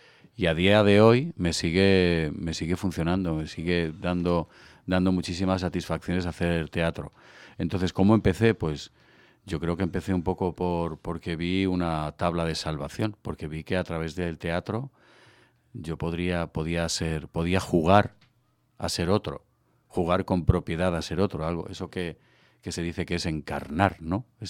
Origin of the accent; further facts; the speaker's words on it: Collado Villalba, Community of Madrid, Spain; estaba en mi pueblo, yo soy de Collado Villalba. Bueno, yo nací en Collado Villalba, toda mi familia es de Extremadura.